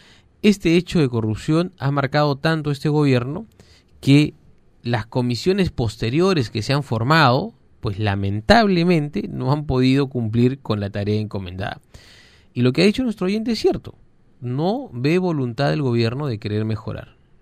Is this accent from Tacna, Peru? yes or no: yes; Tacna, Peru; Usted que es de provincia, pues, yo por ejemplo que soy de Tacna